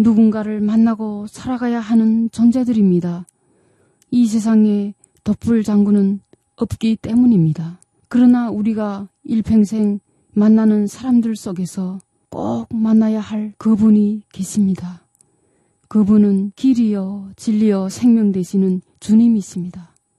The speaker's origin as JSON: {"language": "Korean", "country": "North Korea", "moved": "yes", "lives_now": "South Korea", "said": "저도 북한에 살 때 집에서 엄마가 그런 말을 했던 기억이 납니다."}